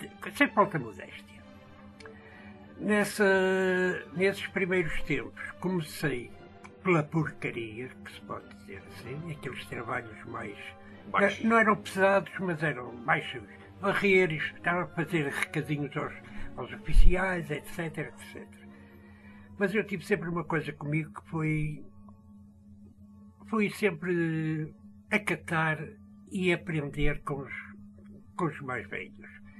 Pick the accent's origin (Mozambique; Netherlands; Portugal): Portugal; Porto; Não, eu comecei precisamente no Porto, que foi onde eu nasci.